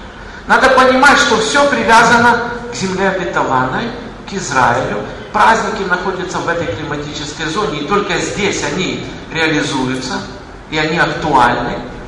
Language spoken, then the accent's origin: Russian; Kyiv, Ukraine; Я вырос в Киеве.